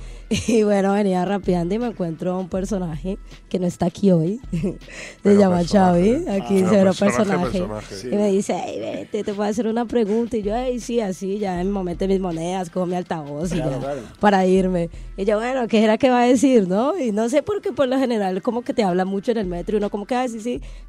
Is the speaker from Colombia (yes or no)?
yes; Cali, Valle del Cauca, Colombia; moved away as an adult; now in Spain; De por ahí, ay, de Cali, Colombia, Y pues bueno, tengo 29 años, vengo de Cali, llevo aquí año y medio.